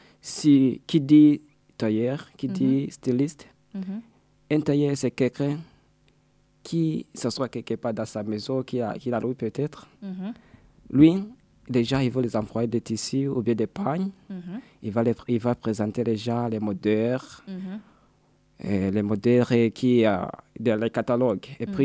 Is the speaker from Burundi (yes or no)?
yes; Burundi; born there; lorsque je suis retrouvé chez moi, dans mon pays natal